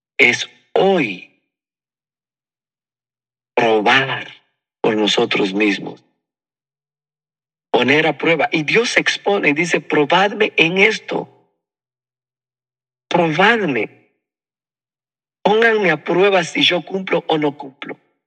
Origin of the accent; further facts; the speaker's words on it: Guatemala; Lo que más buscan las personas aquí en mi país, los que laboran, es estar asegurados con el ICSS, el Instituto Guatemalteco de Seguridad Social.